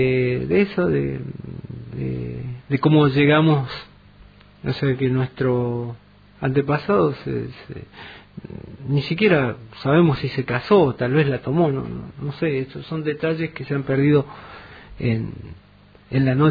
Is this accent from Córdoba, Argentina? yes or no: yes; Alpa Corral, Córdoba, Argentina; yo provengo de un pueblo de la Sierra de Córdoba que se llama Alpacorral, otro de los pueblos que conserva su nombre originario